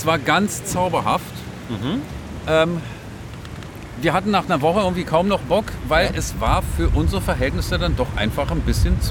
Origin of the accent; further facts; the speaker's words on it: Germany; Naja, also ich bin auch selber Deutscher und bin dann hier geblieben wegen der Liebe.